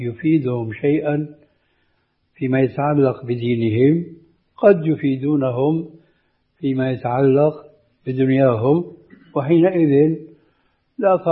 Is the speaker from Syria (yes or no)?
yes; Syria; الذي يعبر عنه بعض العامة عندنا في الشام خير الذقون إشارة تكون